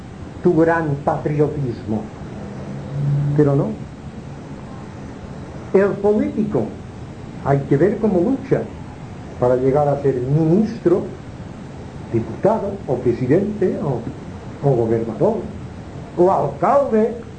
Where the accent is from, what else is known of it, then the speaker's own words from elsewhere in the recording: Palma, Balearic Islands, Spain; also born or lived in Inca; yo nací en Inca, me trajeron a Palma, que era un niño muy pequeñito